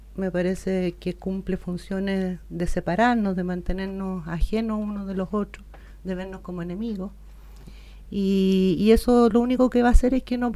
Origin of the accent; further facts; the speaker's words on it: Arica, Arica y Parinacota, Chile; also born or lived in Antofagasta; Nací en Antofagasta, pero viví en Arica toda mi infancia. Infancia, adolescencia. Y claro, los mejores recuerdos tienen relación con el mar, definitivamente.